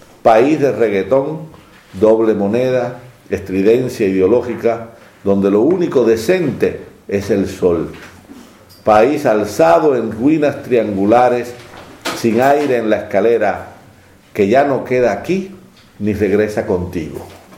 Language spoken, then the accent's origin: Spanish; Havana, Cuba; Yo soy de Centro Habana. Campanario 158.